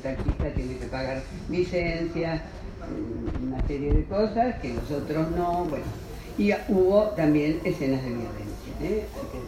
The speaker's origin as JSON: {"language": "Spanish", "town": "Barcelona", "region": "Catalonia", "country": "Spain", "said": "Yo vengo de Barcelona"}